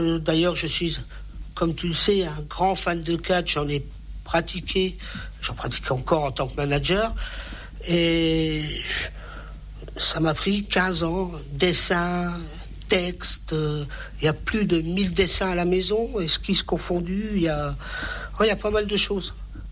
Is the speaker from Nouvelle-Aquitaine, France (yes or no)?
no; Grand Est, France; born there; Et je suis né ici dans les Vosges il y a 50 ans, tout pile.